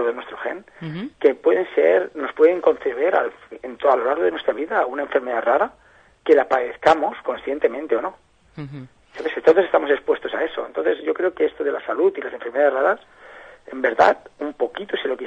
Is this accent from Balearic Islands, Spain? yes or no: no; Catalonia, Spain; a mí me dicen que es que somos catalanes.